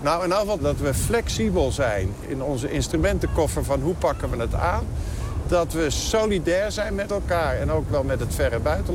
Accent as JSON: {"language": "Dutch", "region": "North Holland", "country": "Netherlands", "lives_now": "North Brabant, Netherlands", "said": "Nou, ik kom uit Noord-Holland, maar ik woon in Brabant."}